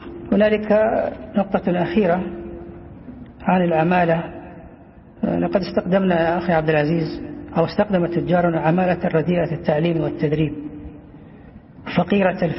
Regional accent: Taif, Makkah Province, Saudi Arabia; moved away as an adult; فأنا من أهل الطائف صبا وبعيدا عنهم كهلا

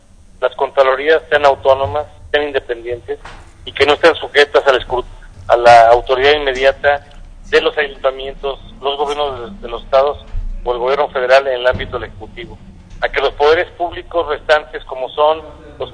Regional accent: Guanajuato, Mexico; soy una persona de Guanajuato que tuve el privilegio de ser rector de la Universidad de Guanajuato

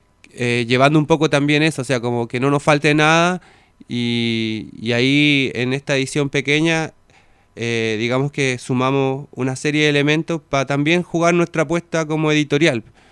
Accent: Chile; y yo soy de Chile.

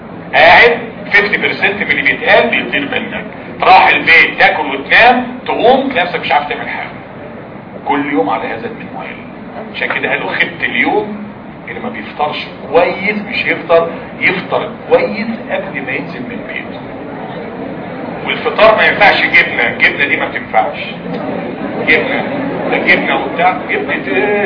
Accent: Egypt; احنا كلنا كمصريين بنغلط فيها كل الفئات الشعب بتغلط فيها

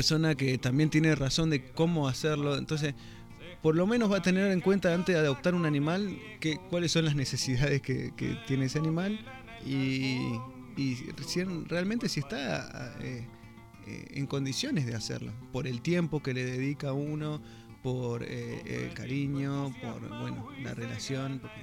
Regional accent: Jesús María, Córdoba, Argentina; yo vengo de Jesús María, donde es un lugar donde se utiliza, o sea, es conocido por la doma, el folclore

